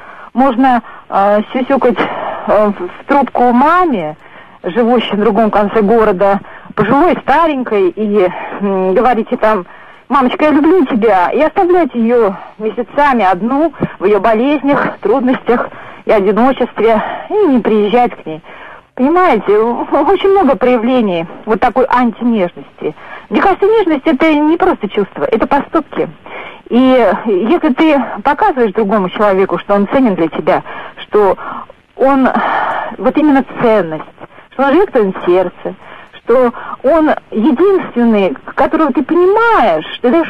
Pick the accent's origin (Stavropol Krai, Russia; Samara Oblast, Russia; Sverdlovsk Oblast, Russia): Samara Oblast, Russia; Samara; Я из Самары.